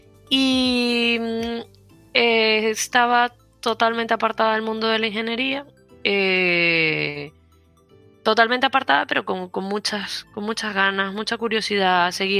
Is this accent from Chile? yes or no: no; Venezuela; Pero luego, bueno, yo soy de Venezuela.